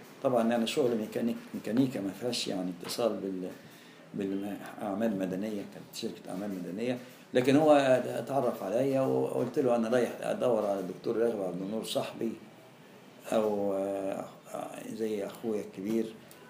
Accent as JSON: {"language": "Arabic", "town": "Alexandria", "region": "Alexandria Governorate", "country": "Egypt", "said": "أنا كنت الوحيد من اسكندرية جالي أمر تكليف في المنطقة دي،"}